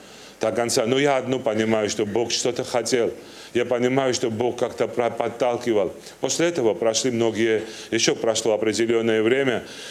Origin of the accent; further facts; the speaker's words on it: Turkey; Russian is a second language; Я родился, я вырос в Турции, мне 42 года.